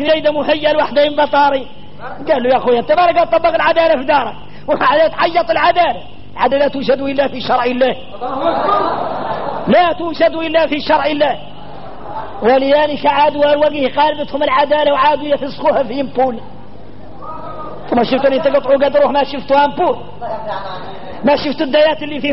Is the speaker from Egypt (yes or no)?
no; Mauritania; نحن موريتاني